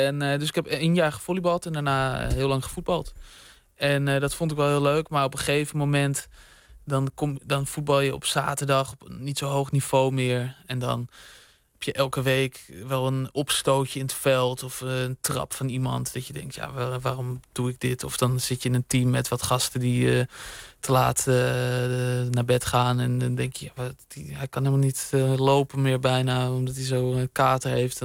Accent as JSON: {"language": "Dutch", "town": "Bussum", "region": "North Holland", "country": "Netherlands", "tie": "born or raised there", "said": "Ik zat op voetbal in Bussum, waar ik ben opgegroeid."}